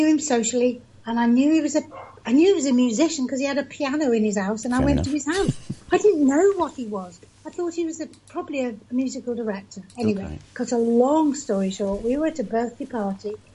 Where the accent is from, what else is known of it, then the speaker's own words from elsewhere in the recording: England, United Kingdom; Because he's American and I'm English.